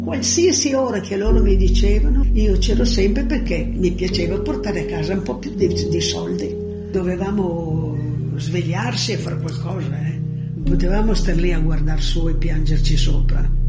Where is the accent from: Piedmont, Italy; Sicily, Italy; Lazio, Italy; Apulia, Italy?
Piedmont, Italy; Casale Monferrato; born there; sono nata a Casale Monferrato il 6 novembre del 1931.